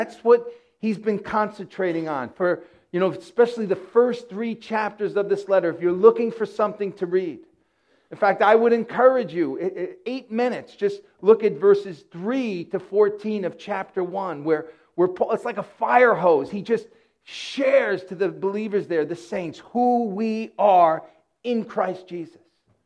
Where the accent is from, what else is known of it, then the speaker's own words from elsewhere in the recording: Yonkers, New York, United States; I'm homegrown. I'm a homeboy. I'm from Yonkers, New York. Grew up here, went to school here, met my wife here.